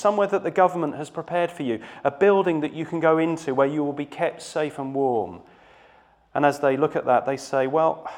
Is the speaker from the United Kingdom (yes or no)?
yes; United Kingdom; It makes me feel good about being British, and it makes me feel good and righteous about being me.